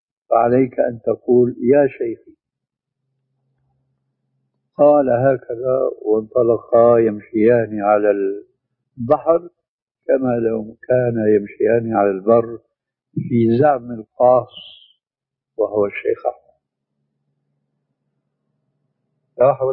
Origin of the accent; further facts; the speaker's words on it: Syria; الشيخ المسلم ابن عربي والمدفون هناك عندنا في سوريا